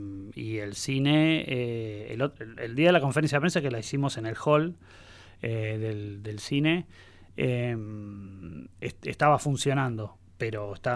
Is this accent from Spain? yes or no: no; La Plata, Buenos Aires Province, Argentina